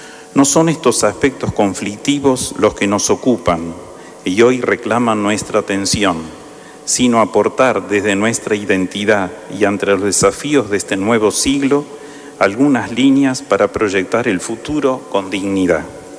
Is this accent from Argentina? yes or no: yes; Argentina; Como argentinos y argentinas nos debemos un mayor desarrollo federal, sano y armónico.